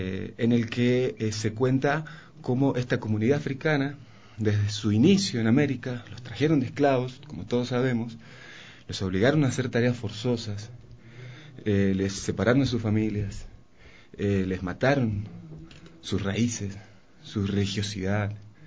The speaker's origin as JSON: {"language": "Spanish", "country": "Argentina", "moved": "as an adult", "lives_now": "Ecuador", "said": "Yo soy de Argentina, estoy hace 8 años, 9 años viviendo en Ecuador"}